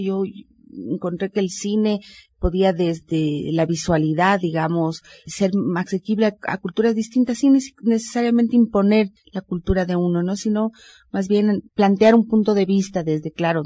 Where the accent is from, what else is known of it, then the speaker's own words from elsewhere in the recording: Quito, Pichincha, Ecuador; born there; Bueno, yo nací en Quito, hace ya 40 y pico de años.